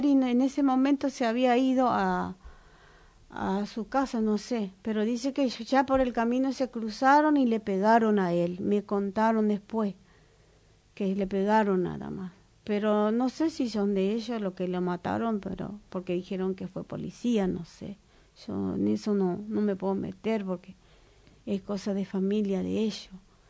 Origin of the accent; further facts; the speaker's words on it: Paraguay; mire señora, no discriminen, yo soy paraguaya